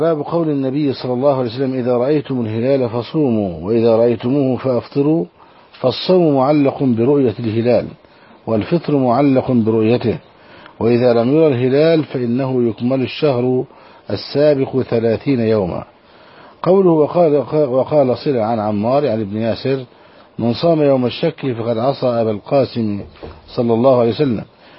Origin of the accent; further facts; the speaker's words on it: Saudi Arabia; عندنا في السعودية